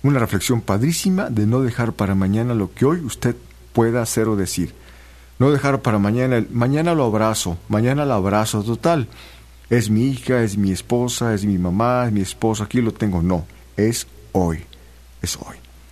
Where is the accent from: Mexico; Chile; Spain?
Mexico; Veracruz; Ya sabes que así somos los juarochos, así somos los jarochos.